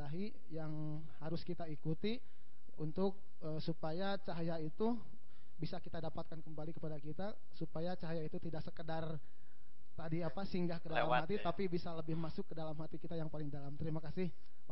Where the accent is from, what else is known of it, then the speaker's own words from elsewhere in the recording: Ciamis, West Java, Indonesia; asli dari Ciamis.